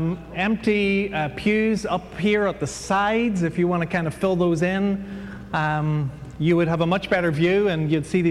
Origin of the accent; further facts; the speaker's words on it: Ireland; Nabil Saud is Lebanese, and I'm Irish, and that's a lethal combination.